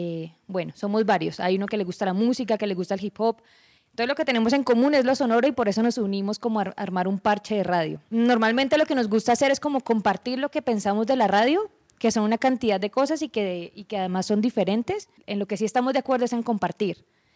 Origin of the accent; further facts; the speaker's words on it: Cali, Valle del Cauca, Colombia; Yo soy caleña, pero cuando estoy mucho tiempo con los paisas se me pega un paisa raro, entonces como un híbrido.